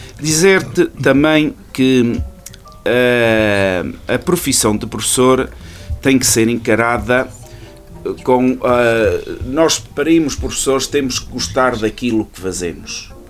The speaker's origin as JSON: {"language": "Portuguese", "town": "Ervedal", "region": "Centro", "country": "Portugal", "tie": "born or raised there", "said": "eu nasci aqui, eu sou natural de Oliveira, do Arvedal, de Oliveira do Hospital."}